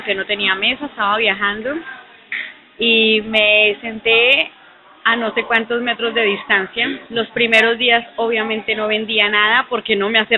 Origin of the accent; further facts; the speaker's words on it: Colombia; Colombia.